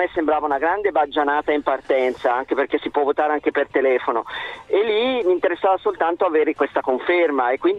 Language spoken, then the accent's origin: Italian; Bergamo, Lombardy, Italy; now in Pistoia, Italy; io sono bergamasco, trapiantato in Toscana.